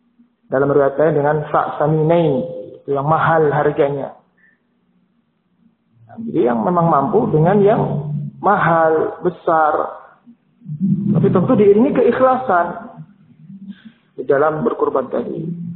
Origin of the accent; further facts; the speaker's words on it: Purworejo, Central Java, Indonesia; kalau di kampung halaman saya dulunya di mana Purworejo sana